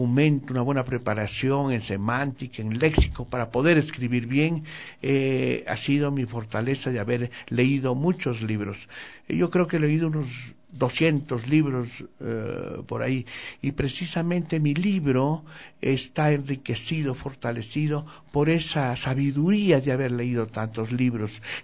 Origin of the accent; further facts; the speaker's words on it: Riobamba, Chimborazo, Ecuador; hablo de Riobamba, que es mi tierra, hablo del país, del Ecuador